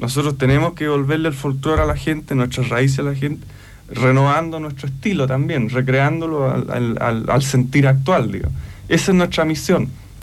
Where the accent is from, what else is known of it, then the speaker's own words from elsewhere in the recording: Chile; En este caso somos chilenos, somos cultores de un lenguaje actual de la música chilena